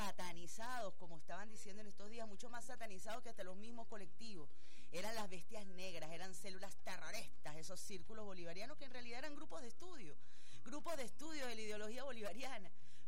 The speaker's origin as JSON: {"language": "Spanish", "country": "Venezuela"}